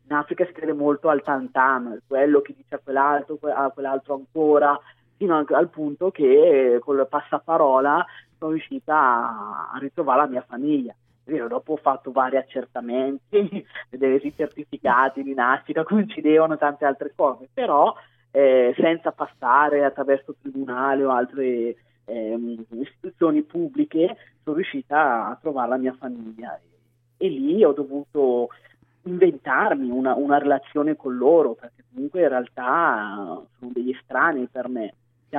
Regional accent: Burkina Faso; ritornare nel mio paese d'origine. Sono andata quindi in Burkina, ho cominciato a conoscere la mia cultura, le tradizioni, la lingua

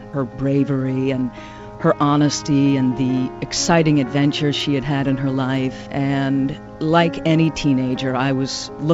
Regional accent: Boston, Massachusetts, United States; I grew up in Boston, and so it wasn't too far, and it was a nice place to be in summer.

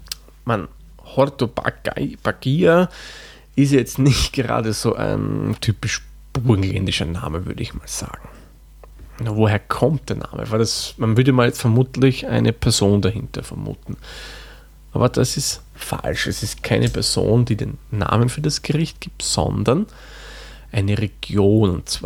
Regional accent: Lower Austria, Austria; das Waldviertel, wo ich herkomme, ist ja auch grenznahe zu mittlerweile Tschechien, damals Tschechoslowakei.

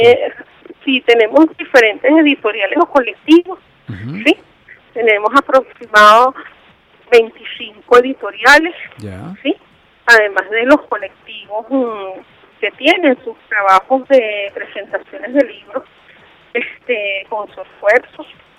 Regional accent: Caracas, Capital District, Venezuela; yo soy caraqueña.

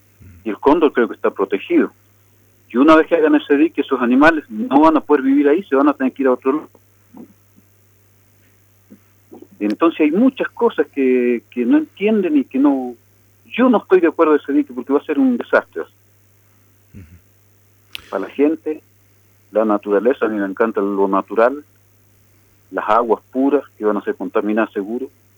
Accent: Las Loicas, Mendoza, Argentina; now in Salta, Argentina; Bueno, yo nací y me crié en Las Loicas ahí. Y vivo en Salta, pero todos los años voy allá porque tengo mi casa allá.

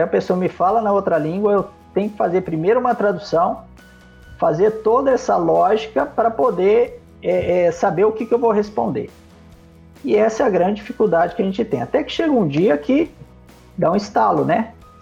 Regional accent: Brazil; born there; Eu nasci no Brasil, então nunca aprendi uma língua estrangeira no meu berço.

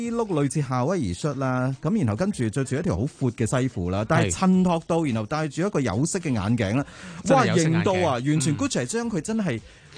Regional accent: Hong Kong; 我想今时今日作为香港人

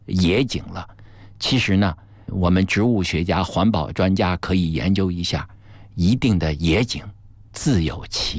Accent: Beijing, China; 我是河边长大的孩子，北京的大运河呀，给我的这个深深的滋养，所以我太爱北京的大运河了。

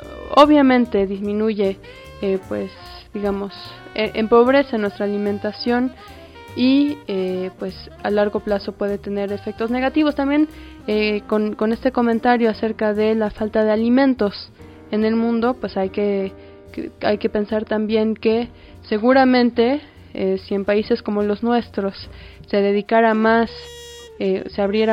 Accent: Mexico; nuestra alimentación como mexicanos

